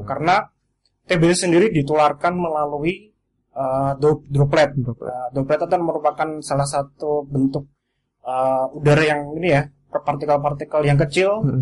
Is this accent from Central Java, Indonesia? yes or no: yes; Klaten, Central Java, Indonesia; Aslinya dari Klaten, tinggalnya di Klaten.